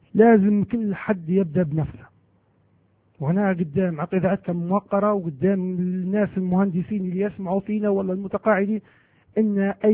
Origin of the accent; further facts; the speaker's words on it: Libya; والله العظيم ما يبي يصير اكثر من ما صار في بلادنا وفينا نحن شخصيا كليبيين